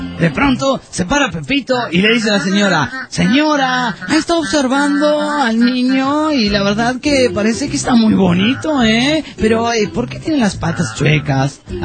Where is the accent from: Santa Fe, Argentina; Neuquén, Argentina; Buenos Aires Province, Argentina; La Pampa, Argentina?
Buenos Aires Province, Argentina; Olavarría; Esto es en Olavarría. Quería saludarlos y preguntarles a cualquiera de los tripulantes de la nave que quiera responder por qué hay gente tan masoquista en mi país